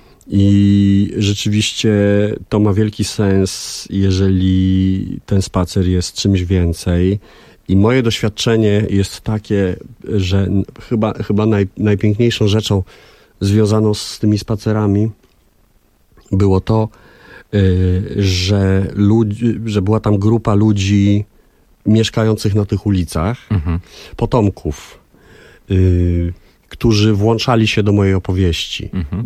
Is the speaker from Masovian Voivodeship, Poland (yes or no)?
yes; Warsaw, Masovian Voivodeship, Poland; Z Mokotowa